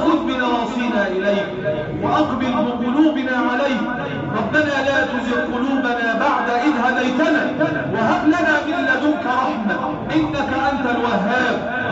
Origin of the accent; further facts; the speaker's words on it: Egypt; اللهم احفظ بلدنا مصر وسائر بلاد